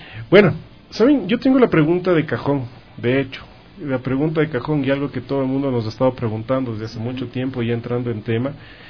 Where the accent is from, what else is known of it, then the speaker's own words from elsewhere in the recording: Ecuador; nosotros como ecuatorianos, nosotros que vivimos en justo en la unión de la placa tectónica del Pacífico con la placa tectónica de Nazca